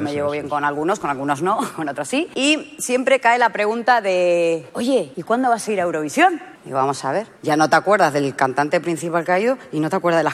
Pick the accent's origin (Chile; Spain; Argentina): Argentina; born there; yo nací en Argentina y voy a hablar de mí.